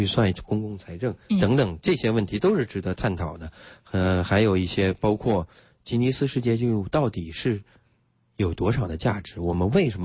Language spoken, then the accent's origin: Chinese; Yangzhou, Jiangsu, China; 因为我从小生活在扬州，成长在扬州，